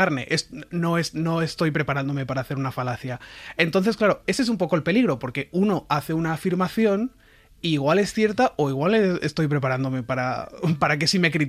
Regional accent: Spain; Y yo digo, pues a ver, yo soy español, ¿no?

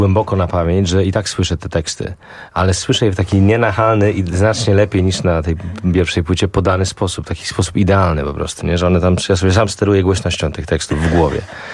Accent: Szczecin, West Pomeranian Voivodeship, Poland; ja jestem ze Szczecina i to te teksty wynikają ze szczecińskiego umysłu.

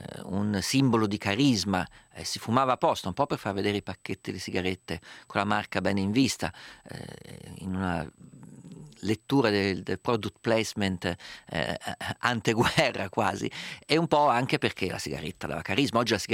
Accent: Umbria, Italy; Essendo io umbro

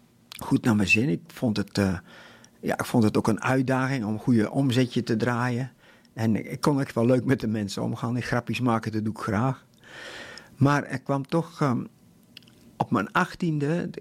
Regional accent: Lexmond, Utrecht, Netherlands; Ik ben geboren en getogen in Lexmond. Dat is een heel klein dorpje waar nogal eens files zijn met de A27. En ik kom uit een boerengezin.

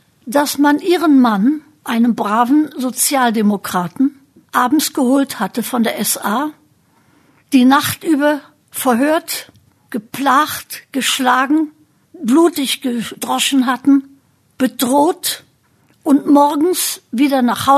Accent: Braunschweig, Lower Saxony, Germany; Ich bin 1926 geboren und aufgewachsen in Braunschweig, in einer Familie, bei der die Eltern politisch hellwach, außerdem sehr gescheit waren. Und mit 7 Geschwistern.

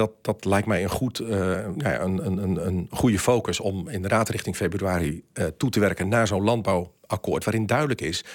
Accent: Friesland, Netherlands; now in Amersfoort, Netherlands; Ja, ik woon in Amersfoort, dat is een feit. Maar ik ben opgegroeid in Friesland.

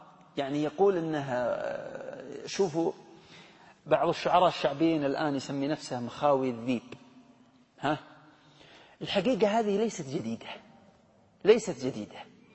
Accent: Hejaz, Saudi Arabia; الغول اللي يسمونه عندنا في الحجاز السعلية

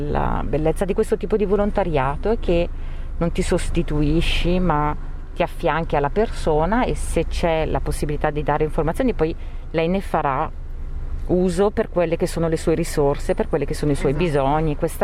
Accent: Brescia, Lombardy, Italy; io dico sempre che da bresciano ho imparato a dare ad affrontare anche l'ostacolo

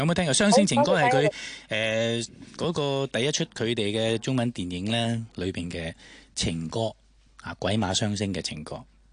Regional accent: China; 尤其是我哋中國人可以溝通，真係開心啦

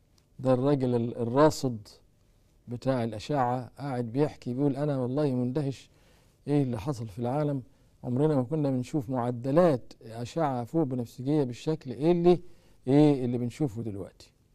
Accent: Egypt; طبعا عندنا في مصر ما حدش داري بالحاجات دي خالص

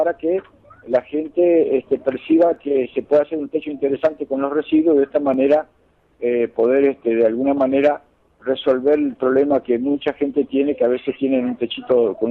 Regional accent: Puerto Iguazú, Misiones, Argentina; Exacto, somos de Puerto Iguazú.

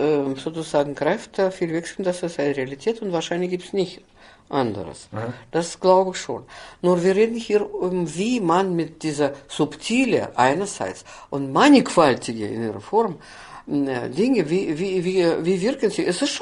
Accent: Austria; bei uns in Österreich.

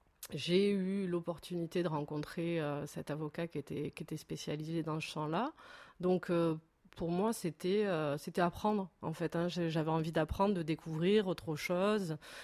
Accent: Sète, Occitanie, France; Donc je suis de Sète, qui est une ville où l'art aussi a beaucoup d'importance.

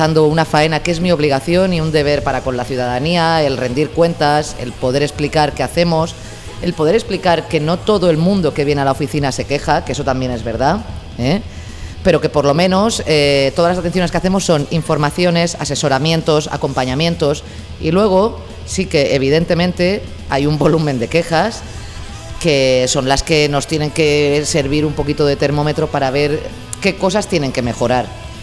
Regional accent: Singuerlín, Catalonia, Spain; Yo es que soy de Singuerlín.

